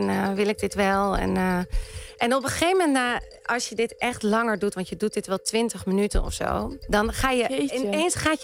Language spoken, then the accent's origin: Dutch; Amsterdam, North Holland, Netherlands; daar ben ik opgegroeid. Ja, vanaf mijn zesde woonde ik er ongeveer. En de eerste jaren van mijn leven ben ik opgegroeid in de Pijp.